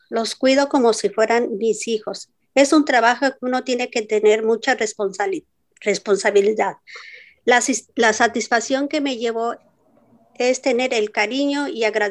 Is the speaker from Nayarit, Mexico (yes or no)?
no; Mexico City, Mexico; moved away as an adult; now in United States; soy de la Ciudad de México, del Distrito Federal. Tengo 67 años, llevo 24 años en Estados Unidos.